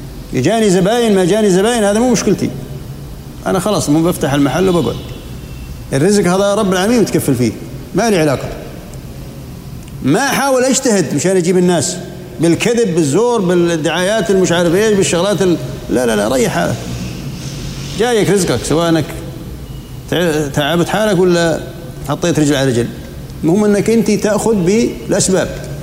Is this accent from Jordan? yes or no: yes; Jordan; صار زلزال عندنا في الأردن كان قوي درجته قوية